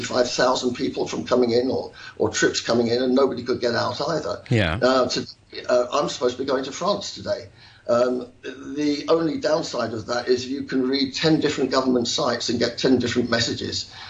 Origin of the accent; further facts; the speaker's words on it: England, United Kingdom; now in Hong Kong; as an Englishman and with my friends out here